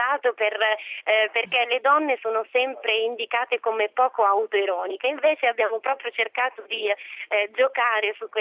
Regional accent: Lombardy, Italy; non solo perché io sono brianzola e quindi è un territorio che conosco molto bene

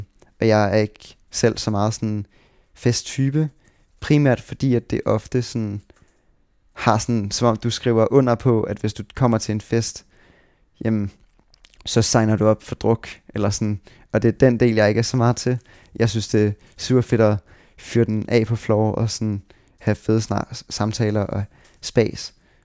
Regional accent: Tårnby, Capital Region of Denmark, Denmark; also born or lived in Sweden / Dragør; jeg voksede op i på Amager faktisk, eller sådan, ja, vi startede med at bo i sådan Tårnby, og så tog vi faktisk til Sverige efter det første år, og så boede jeg i Sverige i 2 år

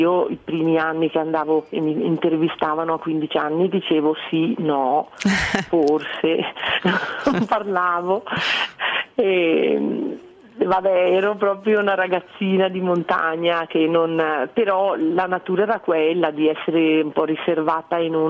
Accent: Santa Caterina Valfurva, Lombardy, Italy; born there; Santa Caterina, mio paese, dove sono nata

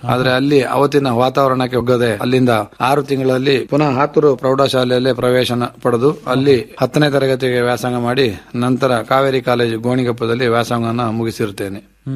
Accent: Karnataka, India; ನೀವು ಯಾವ ದೇಶದಿಂದ ಬಂದಿದ್ದೀರಾ ಹೇಳಿ. ಭಾರತ ಹೇಳೋದೇ ಸುಲಭದಲ್ಲಿ ಗುರುತು ಮಾಡ್ತಾರೆ, ಆದ್ರೆ ಭಾರತದಲ್ಲಿ ಕರ್ನಾಟಕ, ಕರ್ನಾಟಕದಲ್ಲಿ ಕೊಡಗು ಅಂದ್ರೆ ಅವರಿಗೆ ಗೊತ್ತಾಗೋದಿಲ್ಲ.

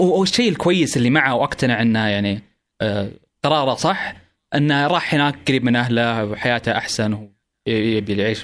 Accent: Saudi Arabia; وراح عندنا بالسعوديه

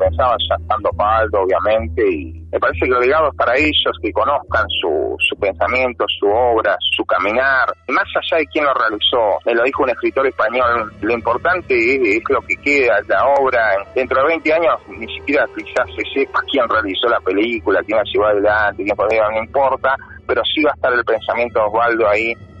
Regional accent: General Roca, Río Negro, Argentina; soy acá de la Patagonia, de Río Negro, nací en el Valle, en Alto Valle de Río Negro, en Fisque Menuco

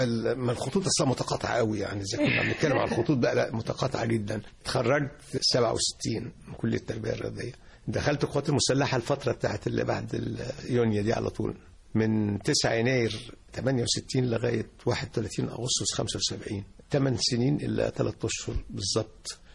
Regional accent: Al Qanatir al Khayriyya, Qalyubia, Egypt; also born or lived in Beheira; أنا تربيت في القناطر الخيرية برضو، أنا حكاية برضو خطوط متقاطعة. بلدنا أصلا محافظة الشرقية، إنما اتولدت في البحيرة لأن والدي كان الله يرحمه في الخاصة الملكية، فكنا بنتنقل من التفتيش. اتولدت في البحيرة، وأنا صغير بقى لنا القناطر الخيرية

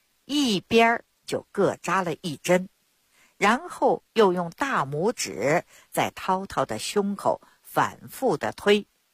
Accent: Beijing, China; 我呢，是土生土长的北京人儿。我自小呢，出生在一个中医世家。 … 我的爷爷、我的父亲那都是郎中。在北京城里，我们家有一间药铺

